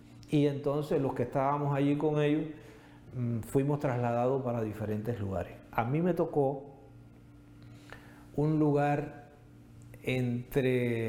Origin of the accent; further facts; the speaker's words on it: Cuba; el primer acto de compromiso que yo tuve como ciudadano de Cuba